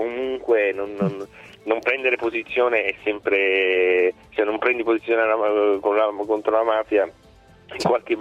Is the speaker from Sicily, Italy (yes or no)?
yes; Palermo, Sicily, Italy; now in Milan, Italy; essendo palermitano, cioè la Sicilia è veramente distante